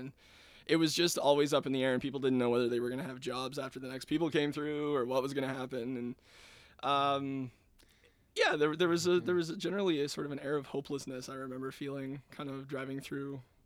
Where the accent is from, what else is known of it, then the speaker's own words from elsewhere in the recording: New Glasgow, Nova Scotia, Canada; and I am from New Glasgow, Nova Scotia.